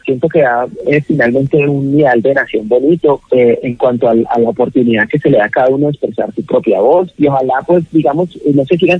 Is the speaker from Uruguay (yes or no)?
no; Cali, Valle del Cauca, Colombia; me alegra decirle que ahora que soy yo de Prados del Sur y Colón para el mundo entero.